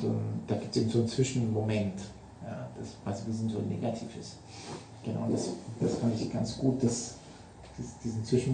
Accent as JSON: {"language": "German", "region": "Southern Germany", "country": "Germany", "said": "Jetzt komme ich aus Süddeutschland, kann man sagen, die sind da immer so."}